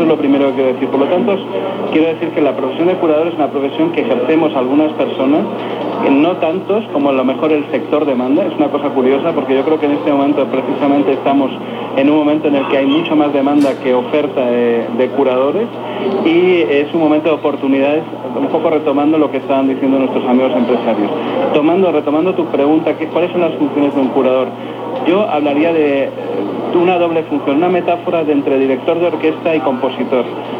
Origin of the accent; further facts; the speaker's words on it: Spain; moved away as an adult; now in Mexico; Yo vine 5 años también desde España en la búsqueda de esas oportunidades que a mí en México me ha concedido, y estoy muy agradecido a este país